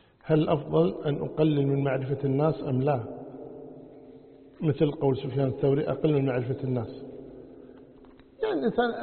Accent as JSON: {"language": "Arabic", "country": "Kuwait", "said": "يعني عندنا بالكويت مثلا واحد الضحى يروح دوانية"}